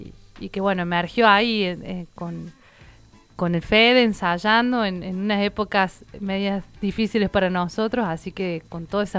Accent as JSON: {"language": "Spanish", "country": "Argentina", "said": "como contando historias que nos atraviesan como argentinos y argentinas"}